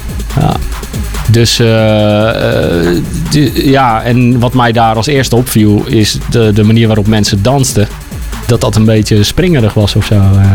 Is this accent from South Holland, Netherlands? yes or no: yes; Rotterdam, South Holland, Netherlands; also born or lived in Spijkenisse; toen ik een jaar of 15 was, verhuisde mijn moeder, waar ik bij woonde, naar Spijkenisse. Vanuit het Rotterdam dus, waar ik vandaan kom.